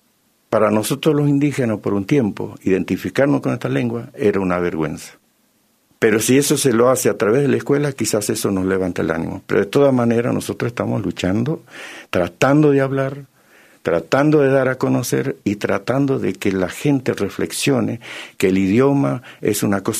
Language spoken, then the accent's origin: Spanish; Argentina; Nos tiene que dar identidad como argentino. ¿Qué cosa grande, qué cosa importante nos identifica como argentino?